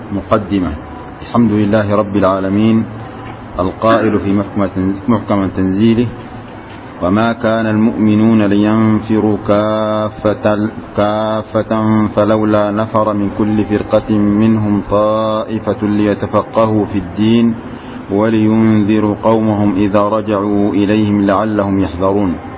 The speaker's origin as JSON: {"language": "Arabic", "country": "Sudan", "said": "وتأثر كل بلد بما نقل إليه من هذه المذاهب، وكان من حظ بلادنا السودان"}